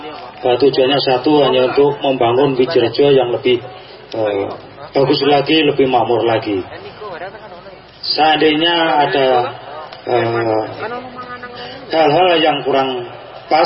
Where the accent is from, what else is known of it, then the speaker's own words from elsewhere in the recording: Java, Indonesia; Ya, jadi kita jangan lupa dengan budaya kita, budaya orang Jawa.